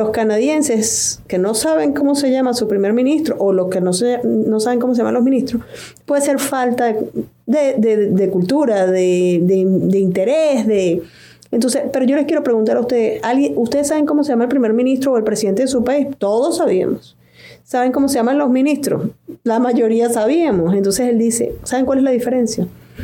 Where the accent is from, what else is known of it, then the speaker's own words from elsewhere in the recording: Venezuela; Paola es colombiana y yo soy venezolana